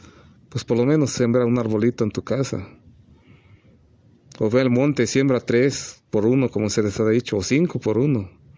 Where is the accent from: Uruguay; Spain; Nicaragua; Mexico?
Mexico; para que no se pierda, ni se siga perdiendo mi pueblo mexicano, de nuestra perla mexicana